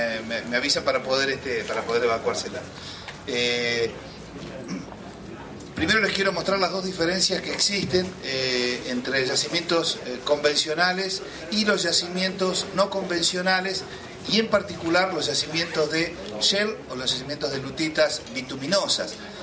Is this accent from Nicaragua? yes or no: no; Argentina; Yo soy de Argentina